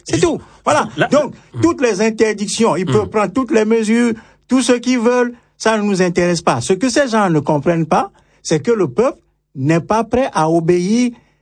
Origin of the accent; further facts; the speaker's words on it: Togo; Nous sommes des Togolais à l'étranger, nous souffrons, hein, le martyr.